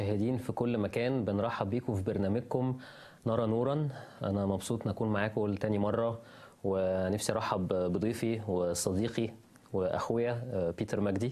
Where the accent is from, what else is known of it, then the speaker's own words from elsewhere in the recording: Egypt; احنا كلنا شايفين إنه احنا كمصريين وكوطن عربي كله احنا لسه بنمر بظروف صعبة